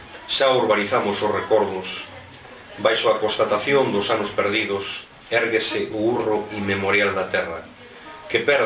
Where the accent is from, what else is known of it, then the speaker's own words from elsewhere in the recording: Allariz, Galicia, Spain; eu son de Allariz, xa comentaste, iso é inevitable. Mas tamén teño unha parte familiar na Limia, en concreto na Pereira, Concello de Regui de Veiga.